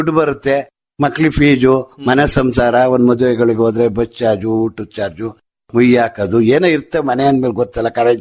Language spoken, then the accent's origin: Kannada; Karnataka, India; ಸಿಟಿಯಿಂದ ಒಂದು 25 ಕಿಲೋಮೀಟರ್ ಆಗುತ್ತೆ ಹಾಸನದಿಂದ. ಅರಸೀಕೆರೆ ಅಂದ್ರೂ 25 ಕಿಲೋಮೀಟರ್ ಆಗುತ್ತೆ. ನಮ್ಮ ಊರು ಹಾಸನ ತಾಲೂಕಿಗೆ ಸೇರಿದೆ.